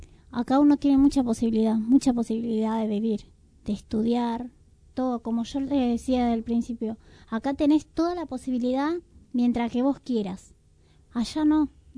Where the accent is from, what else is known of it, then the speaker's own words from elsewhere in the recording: Paraguay; now in Argentina; Yo también soy paraguaya.